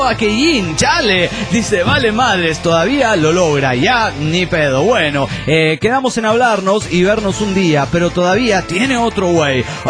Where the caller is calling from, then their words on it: Mexico City, Mexico; del DF mexicano.